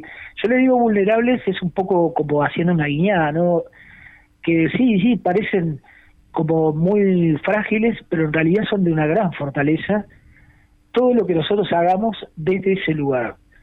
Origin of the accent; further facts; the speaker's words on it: Montevideo, Uruguay; Yo soy de Montevideo